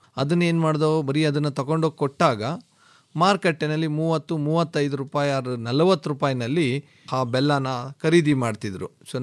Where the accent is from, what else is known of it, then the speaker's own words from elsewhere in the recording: Gudiganahalli, Karnataka, India; Executive MBA ಮಾಡಿದ್ದೀನಿ. So ನಮ್ಮ ಊರು ಬೇಸಿಕಲಿ ಗುಡಿಗೇನಹಳ್ಳಿ ಗ್ರಾಮ. ಸೊ ನಾನು ಇವತ್ತು ಕೂಡ ರೈತ.